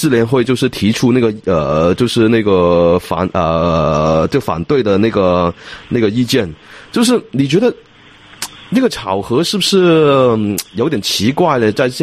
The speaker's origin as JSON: {"language": "Chinese", "country": "Hong Kong", "said": "就觉得香港我们香港人应该集中在那个精力在香港的运动上面"}